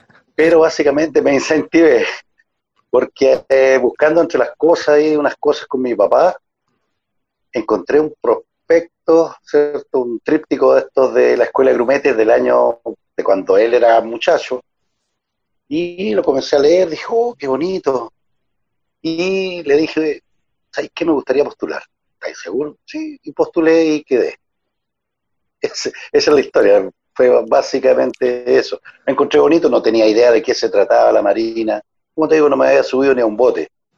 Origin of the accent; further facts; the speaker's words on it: Puerto Montt, Los Lagos, Chile; Yo vivo en Puerto Montt, ya es que es mi ciudad natal. Yo soy de acá de la zona y me quedé viviendo acá en Puerto Montt después que regresé, digamos, de Talcahuano.